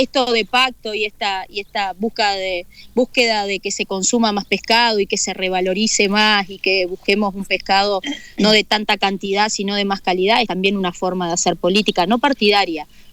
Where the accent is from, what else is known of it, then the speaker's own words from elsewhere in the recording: La Paloma, Rocha, Uruguay; also born or lived in Montevideo; yo soy de Rocha, nací en Rocha, en La Paloma, viví toda la vida